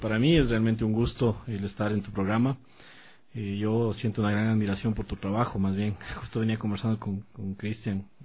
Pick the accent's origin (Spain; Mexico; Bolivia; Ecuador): Ecuador; Sangolquí, Pichincha; also born or lived in Quito; yo nací en Quito. En Quito, pero a los 2 años fui a vivir a Sangolquí. Estuve en Sangolquí.